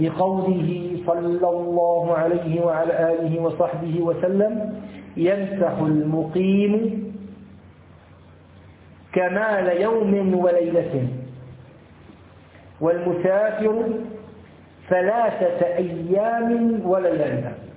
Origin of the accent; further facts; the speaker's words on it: Syria; لو أنه ركب مثلا الكرنة الباص عندنا في الشام، نسافر مثلا من دمشق إلى حماة